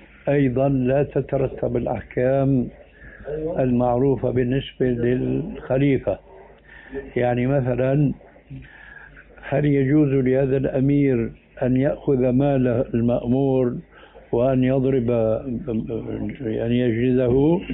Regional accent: Damascus, Damascus Governorate, Syria; moved away as an adult; أنا هاجرت من دمشق إلى هنا لما نظرت أنه دمشق بدأت تنحرف

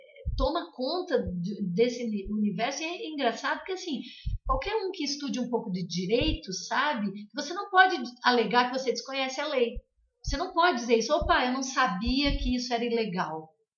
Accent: Santa Catarina, Brazil; Eu sou de Santa Catarina, é um estado muito pequeno. A minha cidade é uma cidade considerada de médio porte.

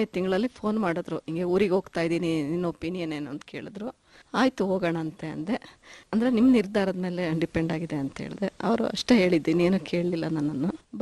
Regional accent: Hassan, Karnataka, India; ನಾನು ಹುಟ್ಟಿ ಬೆಳೆದಿದ್ದು ಹಾಸನ್ನು, ಎಜುಕೇಶನ್ ಎಲ್ಲ ಮೈಸೂರು JSS ವುಮೆನ್ಸ್ ಕಾಲೇಜ್ ಅಲ್ಲಿ ಆಯ್ತು.

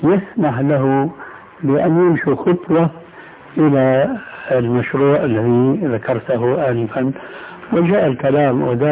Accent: Syria; كما يقولون عندنا في سوريا ما عندهم عمل إلا سند الحيطان أو إلقاء رجل على رجل

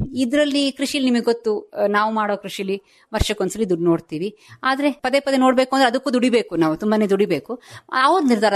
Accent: Hassan, Karnataka, India; ನಮಗೆ ಇಲ್ಲಿ ಭೂಮಿ ಇದೆ, ನಾವು ಹುಟ್ಟಿದ್ದು ಬೆಳೆದಿದ್ದು ಎಲ್ಲ ಇಲ್ಲೇ.

